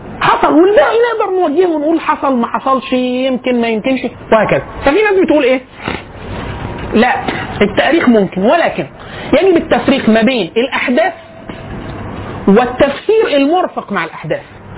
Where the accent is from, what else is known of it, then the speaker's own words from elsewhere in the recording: Egypt; قال لي انت منين؟ فقلت له انا من مصر.